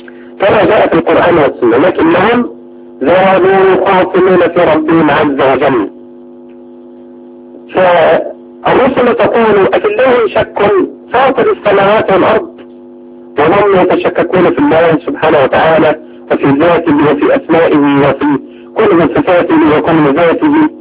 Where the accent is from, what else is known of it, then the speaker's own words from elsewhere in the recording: Egypt; استحدثوا كل المحدثات في بلادنا مصر